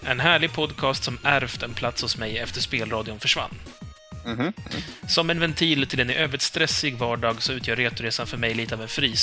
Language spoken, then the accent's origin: Swedish; Sweden; Ja, okej, men du säger Maggot, för jag kommer från Sverige.